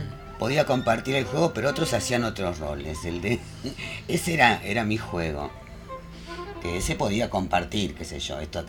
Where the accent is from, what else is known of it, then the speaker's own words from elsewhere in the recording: Tres Arroyos, Buenos Aires Province, Argentina; En provincia de Buenos Aires, en Tres Arroyos. Pero mi infancia la pasé en el campo, que es linda.